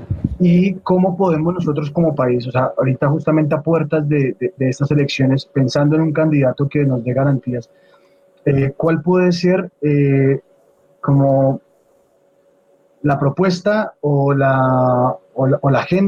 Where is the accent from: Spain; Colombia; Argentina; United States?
Colombia; nosotros como pueblo colombiano, que hemos vivido, que hemos sufrido